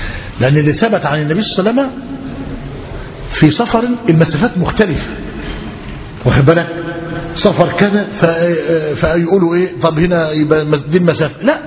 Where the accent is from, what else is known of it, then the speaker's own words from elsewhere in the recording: Gharbia, Egypt; زمان في بلدنا، إحنا بلدنا بينه وبين زفتة 12 كيلو تقريبا